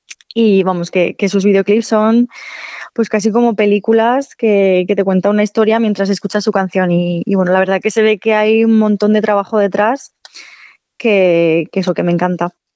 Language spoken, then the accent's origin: Spanish; Navarre, Spain; aquí cerca de Frescano y de mi pueblo, que son las Bardenas Reales, que es un paisaje desértico súper curioso